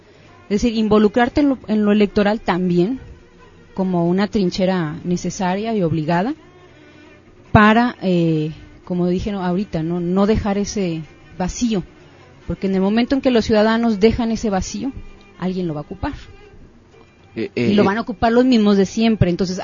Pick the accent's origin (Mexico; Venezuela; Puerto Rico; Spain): Mexico; Monterrey, Nuevo León; yo nací aquí en Monterrey. Nací y toda mi vida he vivido en la colonia del fraccionamiento Buenos Aires.